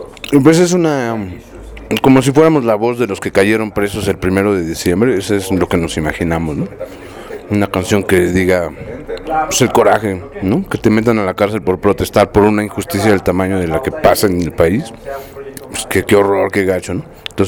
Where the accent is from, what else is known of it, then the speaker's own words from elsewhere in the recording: Mexico; como los mexicanos no hay nadie, no porque seamos muy chidos o menos chidos